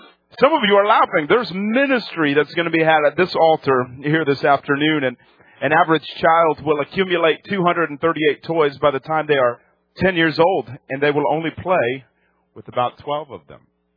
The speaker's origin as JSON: {"language": "English", "region": "New England", "country": "United States", "said": "I am from New England. 20 years I lived there. So it's my hometown team"}